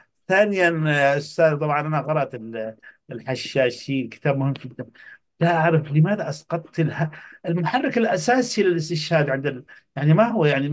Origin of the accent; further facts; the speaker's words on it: Yemen; قلت له أنا يمني